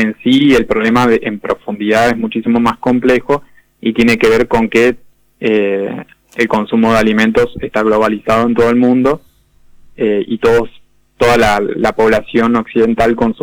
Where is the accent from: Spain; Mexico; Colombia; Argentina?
Argentina; como buenos argentinos que somos, ¿no?